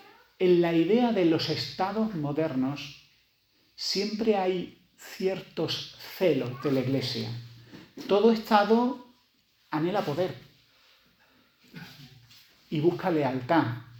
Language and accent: Spanish; Spain; Además somos españoles, los españoles nos calentamos mucho.